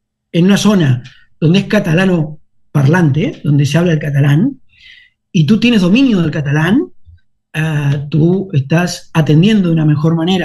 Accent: Uruguay; now in Spain; Yo soy muy uruguayo y me siento muy uruguayo. Y parlo catalán y no tengo cap problema en hablar catalán.

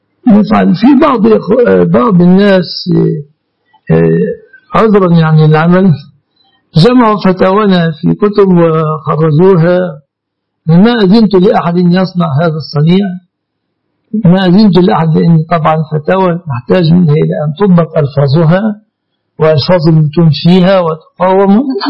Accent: Egypt; يعني يسميه الناس في بلادنا مصر

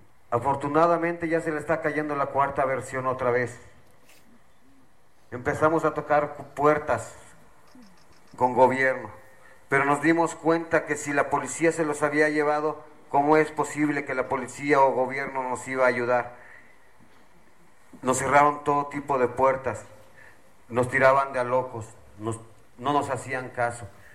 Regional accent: Tlaxcala, Mexico; Nosotros somos del estado de Tlaxcala y es muy diferente la situación.

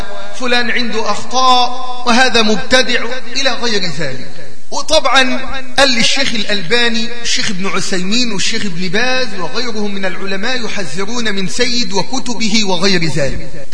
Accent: Egypt; زي عندنا في مصر

